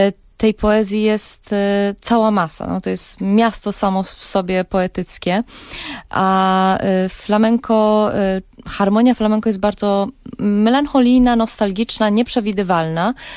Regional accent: Colombia; A że ja wychowałam się w Kolumbii, próbowałam jakby te dwa światy jakoś połączyć, czyli ten hiszpańskojęzyczny z naszym polskim.

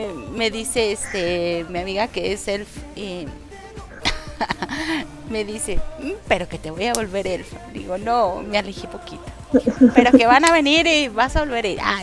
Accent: Mexico; yo soy de México.

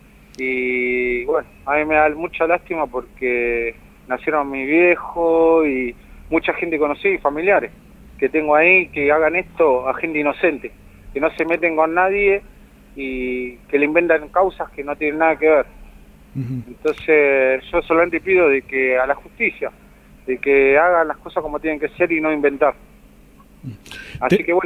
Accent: Buenos Aires, Argentina; yo soy de Buenos Aires, hace un año que estoy acá, trabajando.

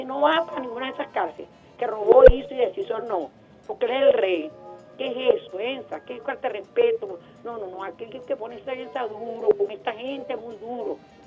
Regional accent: Venezuela; que yo que soy venezolana no lo bailo.

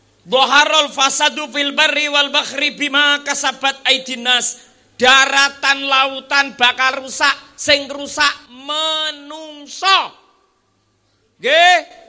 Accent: Temanggung, Central Java, Indonesia; Niki kula niki tiyang Temanggung, Bu. Bojo kula niku daleme Temanggung. Wonten Pare Mendirat.

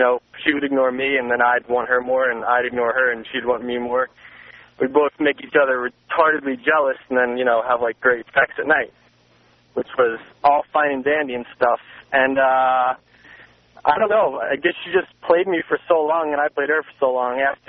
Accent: New York, United States; Even before I started to listen to you when I was growing up in New York, I had an idea of basically what you taught.

